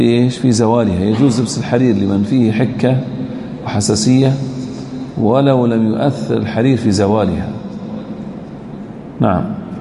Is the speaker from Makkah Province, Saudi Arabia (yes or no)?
no; Al-Ahsa, Eastern Province, Saudi Arabia; عندنا في الأحساء تراهم يعني ما يلبسون هذه من زمان